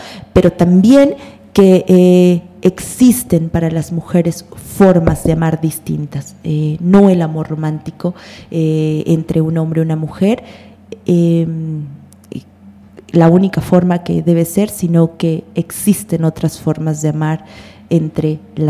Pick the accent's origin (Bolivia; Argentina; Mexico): Mexico; Si hoy en día somos los mexicanos y los latinoamericanos profundamente moralistas